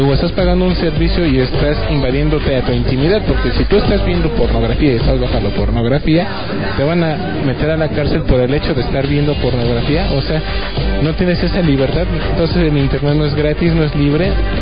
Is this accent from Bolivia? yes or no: no; Mexico; Dios mío, para que vean hasta dónde llegamos como mexicanos.